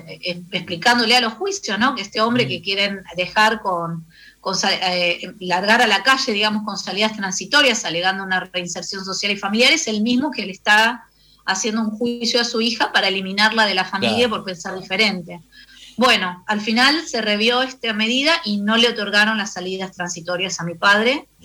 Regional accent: Buenos Aires, Argentina; trabajo como maestra psicóloga en la escuela uh-huh. pública en el gobierno de la Ciudad de Buenos Aires, de donde soy oriunda.

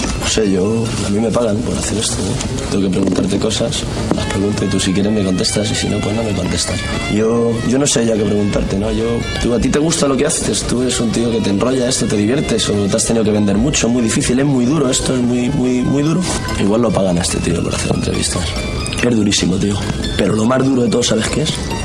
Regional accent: Madrid, Community of Madrid, Spain; Mira, tío, yo siempre he dicho que soy de Legazpi, ¿vale?

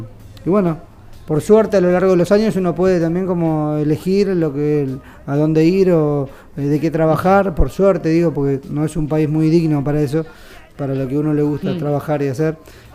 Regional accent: Buenos Aires, Argentina; Bueno, soy de Buenos Aires, el foco de producción casi siempre es en la Capital Federal

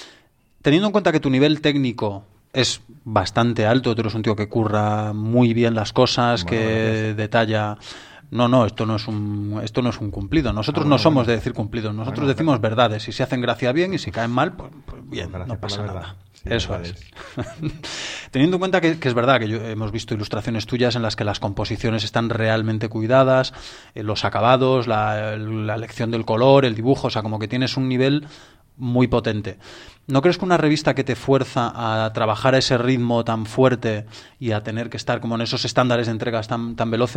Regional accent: Galicia, Spain; Sí, pero bueno, yo soy gallego de una generación ya muy posterior

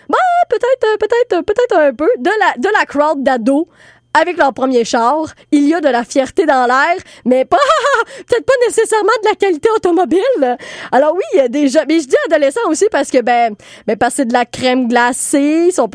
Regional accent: Trois-Rivières, Quebec, Canada; moi, ça me rappelait ma jeunesse. Parce que à Trois-Rivières, je viens de Trois-Rivières

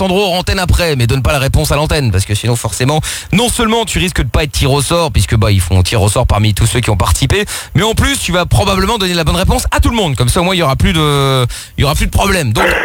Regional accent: Belgium; born there; Alors je travaille en France, donc je suis pour la France, mais je suis né en Belgique, donc je suis pour la Belgique, mais à côté de ça je suis portugais, donc je suis pour le Portugal.

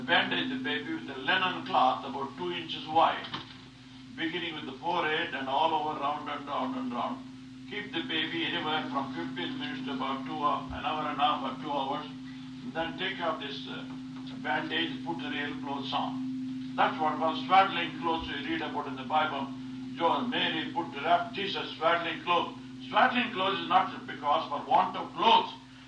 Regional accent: South India, India; born there; Now, I was born in South India, And I had only, I had three sisters.

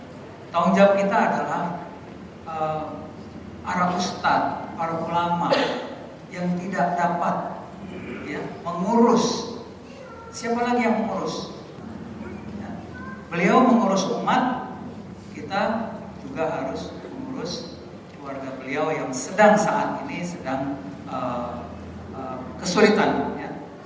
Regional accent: Padang, West Sumatra, Indonesia; Sesudah Idul Fitri ke Padang. Itu kampung halaman saya.

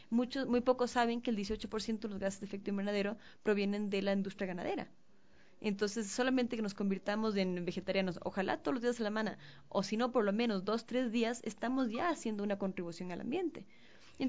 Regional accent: Ecuador; nosotros como ecuatorianos somos una cultura que consume

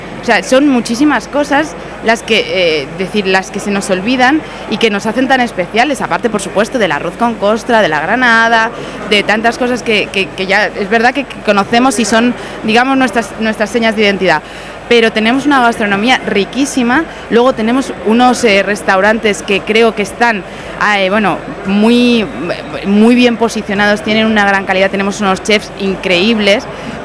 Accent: Elche, Valencian Community, Spain; yo soy de Elche de toda la vida

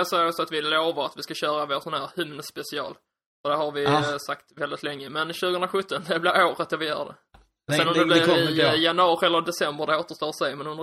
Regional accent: Skåne, Sweden; accent: Scanian; Och jag hoppas att ni står ut med min skånska.

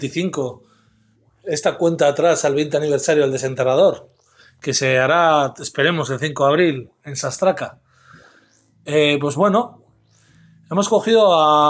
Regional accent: Zaragoza, Aragon, Spain; de Zaragoza

